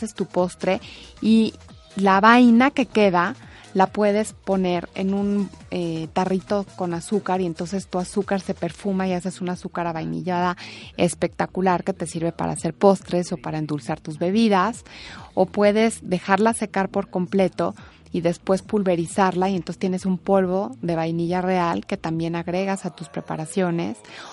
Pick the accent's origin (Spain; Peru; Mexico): Mexico; Yo como mexicana te puedo decir que sí es la mejor